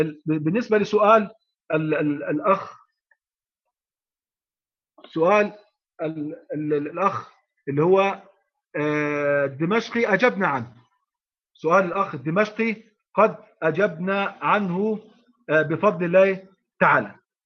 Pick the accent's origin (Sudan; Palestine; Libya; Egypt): Egypt; وإحنا عندنا في مصر الحمد لله غالب المشايخ أو جل المشايخ يقرؤون غيبا عن ظهر قلب